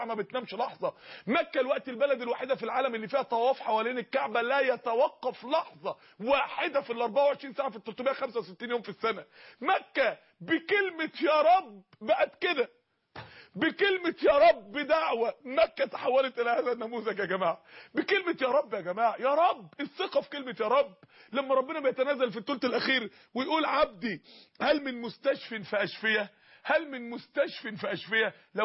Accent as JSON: {"language": "Arabic", "town": "Mansoura", "region": "Dakahlia", "country": "Egypt", "said": "عندنا اخت في المنصورة، عندنا في المنصورة جالها سرطان فعلا بحقيقة"}